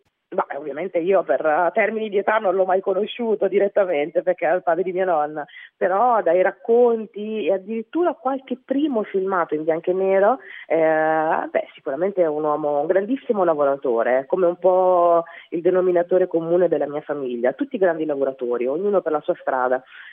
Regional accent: central Italy, Italy; accent: central Italian; io sono cresciuta qua in Italia, quindi ho una parlata, una cadenza, un accento tipicamente italiano, e secondo me questo fatto di essere esteticamente esotica e invece avere questa voce, questa parlata molto del centro Italia

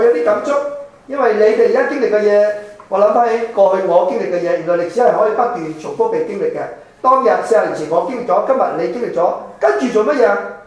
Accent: China; 特别我哋中国人中意报喜不报忧。

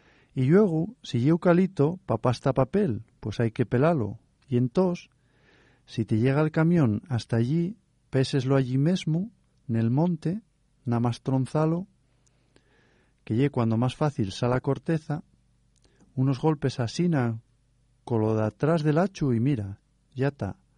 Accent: Cangas del Narcea, Asturias, Spain; ¿No ves que yo soy de Pacangas de Narcea?

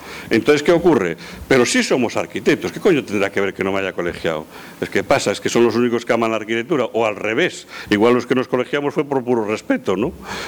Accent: Pontevedra, Galicia, Spain; Mi madre es de Pontevedra, toda mi familia es de Pontevedra, yo soy de Pontevedra.

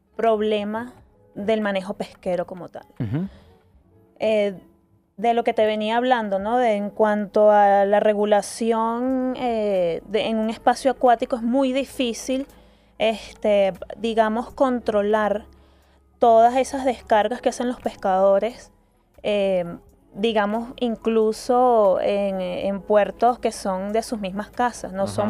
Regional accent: Venezuela; yo soy venezolano, entonces no me muevo hacia

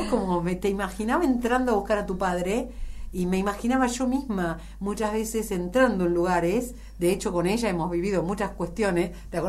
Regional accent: Buenos Aires, Argentina; o si yo hubiera nacido en Andalucía, porque siendo una porteña total, no puedo evitar sentir la marca del cuchillo del ser

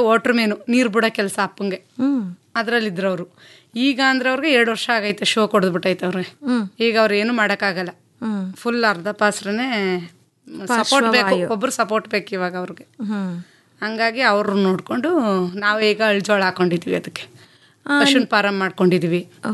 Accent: Sihalli, Karnataka, India; ಬಿಸಿ ಹಳ್ಳಿ ಬನ್ನೂರ ಹತ್ರ ಮೇಡಮ್.

